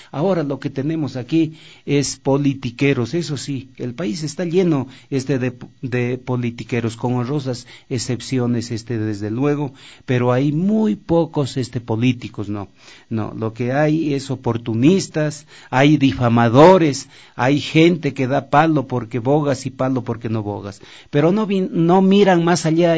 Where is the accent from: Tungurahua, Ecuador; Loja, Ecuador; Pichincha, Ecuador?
Loja, Ecuador; Y el poquito, así llaman en mi tierra Loja, el poquito de carne que quedaba en el hueso